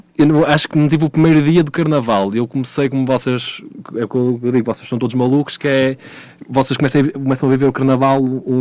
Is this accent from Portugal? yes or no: yes; Porto, Norte, Portugal; now in Nazaré, Portugal; Eu sou natural do Porto, já estou aqui na Nazaré há, este é o meu quarto ano, vim para cá para ser professor